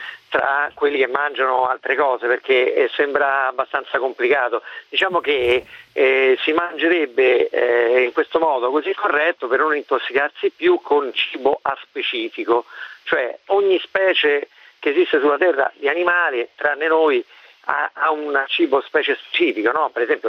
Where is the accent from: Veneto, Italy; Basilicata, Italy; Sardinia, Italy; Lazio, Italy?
Lazio, Italy; Rome; sono di Roma, sono un melariano.